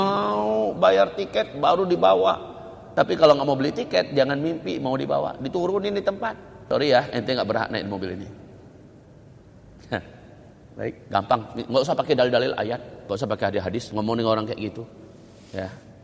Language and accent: Indonesian; Padang, West Sumatra, Indonesia; Saya orang Padang loh, gak ngerti apa itu.